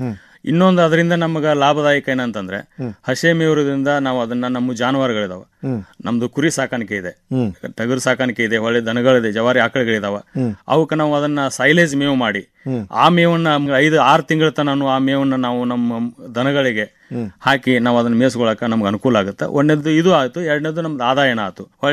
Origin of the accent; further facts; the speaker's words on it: Neelagunda, Karnataka, India; Bagalkot district, ಬಾದಾಮಿ ತಾಲೂಕು, ನೀಲಗುಂದ ನನ್ನ ಹುಟ್ಟೂರು.